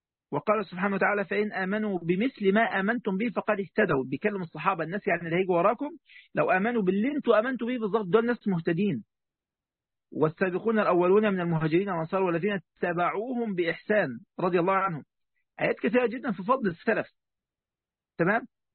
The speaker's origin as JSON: {"language": "Arabic", "country": "Egypt", "said": "حتى عندنا في مصر يعني يقول لك يا فرعون من فرعنك"}